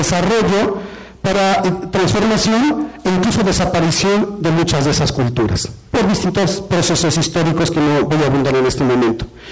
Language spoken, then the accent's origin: Spanish; Mexico; Pero todos somos mexicanos, de alguna manera todos habitamos en este territorio